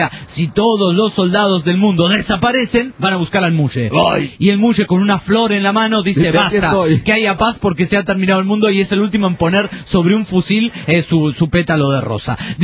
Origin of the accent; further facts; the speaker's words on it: Honduras; Tengo la voz así, pero … de Honduras.